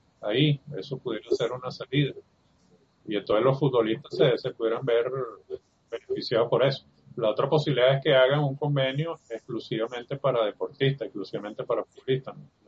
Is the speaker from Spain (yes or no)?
no; Venezuela; Como somos expertos los venezolanos, hemos visto eso una y otra vez aquí en nuestra moneda